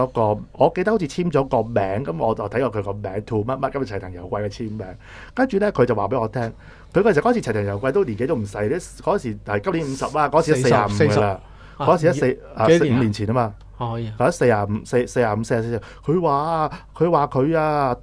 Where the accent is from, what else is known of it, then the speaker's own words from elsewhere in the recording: Hong Kong; 第二咧同我哋香港人有關嘅嗱